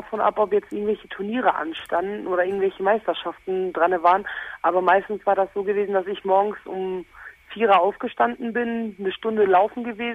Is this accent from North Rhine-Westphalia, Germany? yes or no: yes; Paderborn, North Rhine-Westphalia, Germany; ich komme aus Paderborn weg und bin halt sehr oft in so ein Jugendzentrum hier.